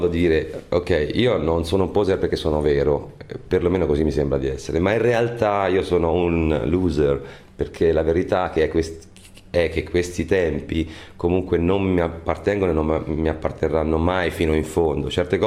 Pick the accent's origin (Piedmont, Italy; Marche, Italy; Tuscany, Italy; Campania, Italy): Tuscany, Italy; Noi siamo toscani, ci piace molto, insomma, mettere il dito nella piaga